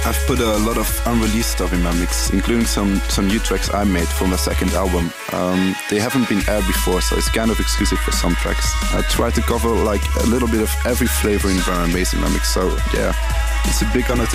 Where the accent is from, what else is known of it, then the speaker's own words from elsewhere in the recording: Antwerp, Flanders, Belgium; English is a second language; I'm from Antwerp, Belgium.